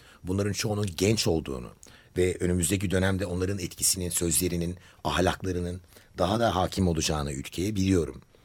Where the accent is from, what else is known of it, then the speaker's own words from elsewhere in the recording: Ankara, Turkey; Ben de bir Ankaralıyım.